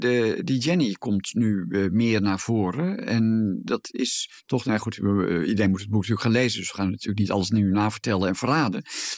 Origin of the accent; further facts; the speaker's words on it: Gelderland, Netherlands; Ik kom zelf uit de Achterhoek